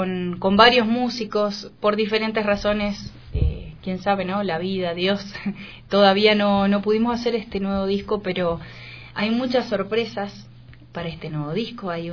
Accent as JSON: {"language": "Spanish", "town": "Dudignac", "region": "Buenos Aires Province", "country": "Argentina", "tie": "born there", "said": "obviamente soy argentina, nacida en un pueblo que se llama Dudignac, en la provincia de Buenos Aires"}